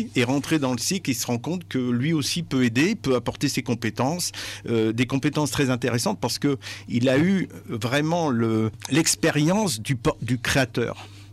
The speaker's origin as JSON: {"language": "French", "region": "Hauts-de-France", "country": "France", "said": "Moi je suis des Flandres, on souhaite garder de l'activité dans notre territoire"}